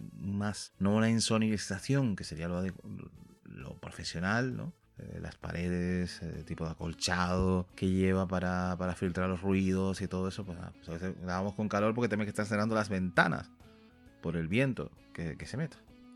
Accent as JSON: {"language": "Spanish", "region": "Canary Islands", "country": "Spain", "said": "nosotros que somos canarios nos cuesta porque está la S en medio, nosotros la S nos la solemos más comer la pronunciación."}